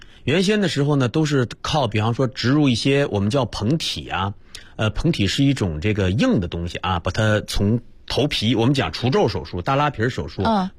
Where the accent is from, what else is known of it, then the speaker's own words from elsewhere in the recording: Northeast China, China; 白磊你也是东北人，我也是东北人啊。